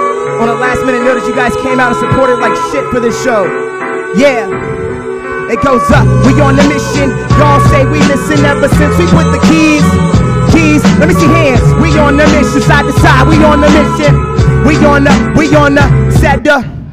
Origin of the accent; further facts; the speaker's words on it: Fredericksburg, Virginia, United States; Once again … from Fredericksburg, Virginia.